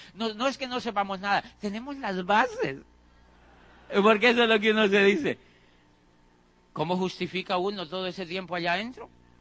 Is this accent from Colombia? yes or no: yes; Colombia; Yo en mi país ya estaba diciendo que ese país no servía para nada. En Colombia, imagínate, yo decía que allí no había oportunidades.